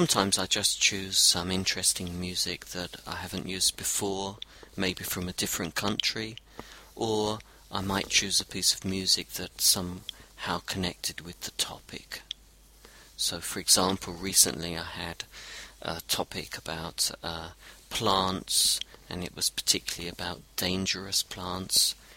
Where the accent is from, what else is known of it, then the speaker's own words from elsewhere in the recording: London, United Kingdom; also born or lived in Brazil / Europe / Australia; now in New Zealand; I'm from London, and I lived in Brazil and in Europe and in Australia and now in New Zealand.